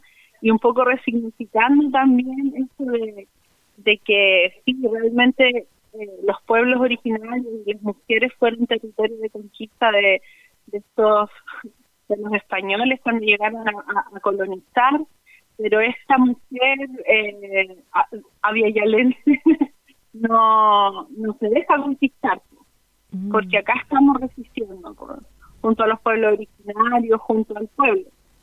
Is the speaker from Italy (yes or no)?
no; Chile; Yo soy de Coquimbo, de acá, de Malleco, del territorio de Malleco. Y bueno, soy una cantora que está influenciada mucho por lo que es la champurria, la cultura champurria.